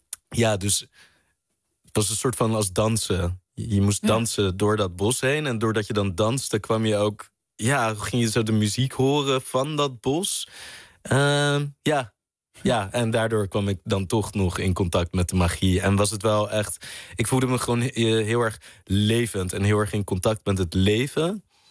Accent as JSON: {"language": "Dutch", "country": "Netherlands", "said": "Als Nederlander niet."}